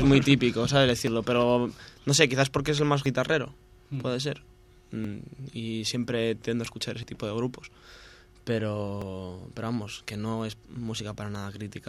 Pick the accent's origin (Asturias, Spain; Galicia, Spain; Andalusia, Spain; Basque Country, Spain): Asturias, Spain; now in Madrid, Spain; Sí, yo soy de Asturias.